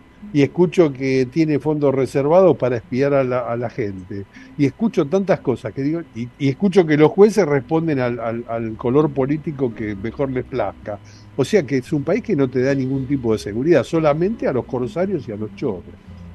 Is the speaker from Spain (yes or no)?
no; Argentina; Europa no es como Argentina, obviamente. Nosotros somos vulgares, somos chabacanos, somos latinoamericanos